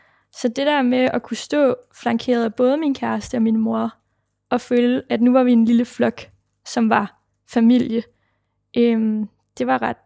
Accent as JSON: {"language": "Danish", "town": "Jonstrup", "region": "Capital Region of Denmark", "country": "Denmark", "tie": "born or raised there", "said": "jeg bliver født tilbage i 99 i sådan en lille by, der hedder Jonstrup, som ligger 20 km uden for København. Og her bor jeg med min mor, som hedder Rikke, og min far, som hedder Mohammed. Og min far er jo så indvandrer fra Nordmakedonien"}